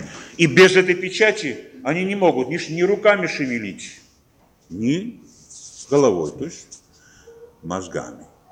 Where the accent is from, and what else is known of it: Georgia; Russian is a second language